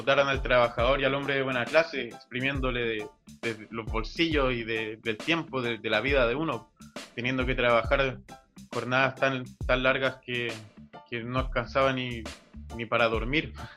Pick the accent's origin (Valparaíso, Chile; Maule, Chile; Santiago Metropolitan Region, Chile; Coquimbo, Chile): Santiago Metropolitan Region, Chile; Peñalolén; mi familia siempre fue del centro. Y ya mi viejito cuando tuvieron a mi primer hermano, se fueron a la comuna de Peñalolén, ahí cerca de Lormida.